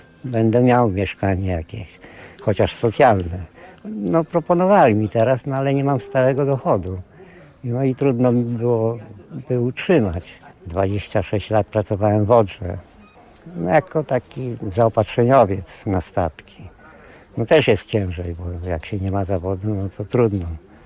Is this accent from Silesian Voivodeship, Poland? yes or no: no; Świnoujście, West Pomeranian Voivodeship, Poland; Jestem ze Świnoujścia. Od 2007 właściwie już jestem na takiej jakby banicji.